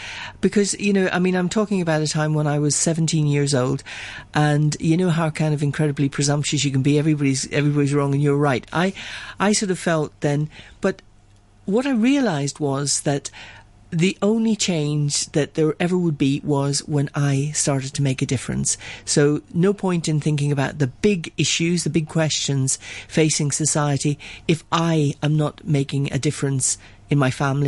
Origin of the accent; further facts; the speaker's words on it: Belfast, Northern Ireland, United Kingdom; myself growing up in North Belfast during the heyday of the Troubles